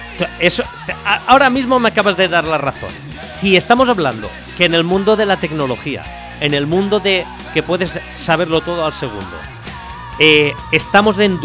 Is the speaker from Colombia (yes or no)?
no; Spain; somos españoles, quiero decirte.